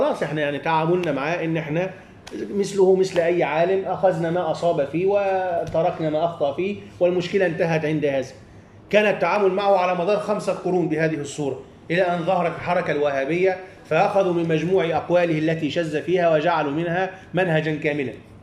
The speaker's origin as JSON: {"language": "Arabic", "country": "Egypt", "said": "ورغم كل هذا أنا دائما ما أقول عندنا في مصر"}